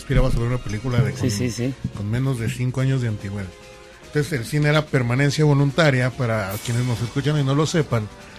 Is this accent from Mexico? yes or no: yes; Mexico; porque como somos rancheros mexicanos.